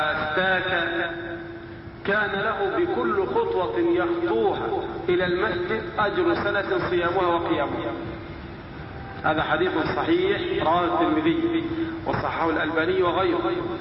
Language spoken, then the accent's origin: Arabic; Egypt; عندنا في مصر مثلا الركاز اللي هو دفن الفراعنة